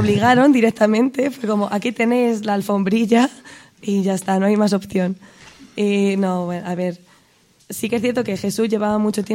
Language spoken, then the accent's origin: Spanish; Consuegra, Castilla-La Mancha, Spain; de Consuegra. Yo soy de Consuegra.